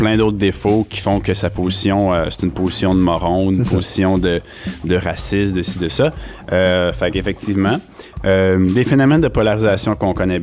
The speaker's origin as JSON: {"language": "French", "region": "Quebec", "country": "Canada", "said": "si les Québécois, si on veut que le Québec soit libre, ben, le Québec peut"}